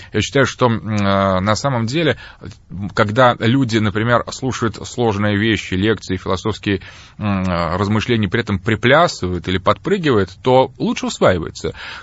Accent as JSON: {"language": "Russian", "region": "Moscow", "country": "Russia", "tie": "born or raised there", "said": "Я сам москвич, родился в Москве, мои родители москвичи."}